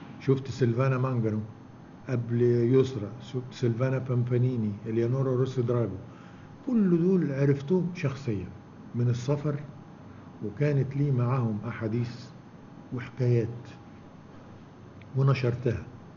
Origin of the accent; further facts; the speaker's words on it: Mansoura, Dakahlia, Egypt; إنه عندنا في المنصورة وأنا رايح من المدرسة للبيت أو من المدرسة للمكتبة أو من البيت للمكتبة أمر على أكثر من دار للسينما